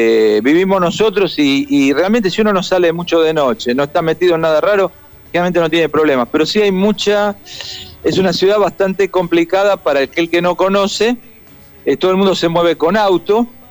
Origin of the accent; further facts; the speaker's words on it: Argentina; Tengo 6 ciudadanos de la Comunidad Europea, soy argentino y tengo hondureño por naturalización.